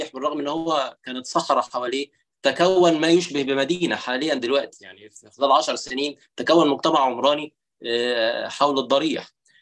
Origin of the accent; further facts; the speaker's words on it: Egypt; يعني مثلا عندنا في مصر